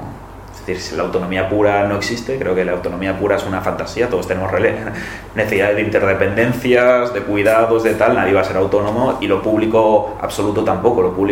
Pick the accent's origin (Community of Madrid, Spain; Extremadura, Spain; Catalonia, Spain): Catalonia, Spain; Barcelona; Yo que vengo de Barcelona, pues tengo una red de bibliotecas estupenda